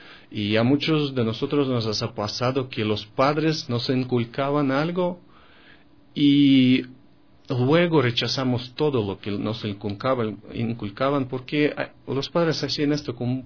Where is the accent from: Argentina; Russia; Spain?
Russia; Spanish is a second language; now in Ecuador; Porque en Europa, en Estados Unidos, en mi país, Rusia, los precios de esos productos son bastante elevados